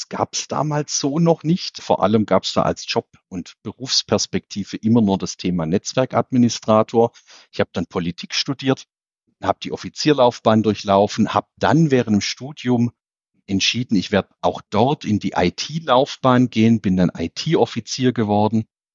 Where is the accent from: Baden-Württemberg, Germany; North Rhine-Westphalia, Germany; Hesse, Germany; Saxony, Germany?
Baden-Württemberg, Germany; Calw; bin dann eben in meiner Heimatstadt in Calw im Schwarzwald angetreten als Oberbürgermeister